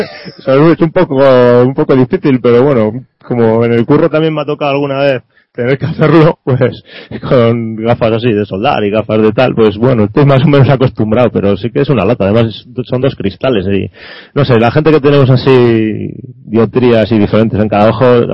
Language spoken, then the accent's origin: Spanish; Bilbao, Basque Country, Spain; now in Santiago de Compostela, Spain; Yo resido en Santiago de Compostela, aunque bueno, no soy de aquí, yo soy de Bilbao.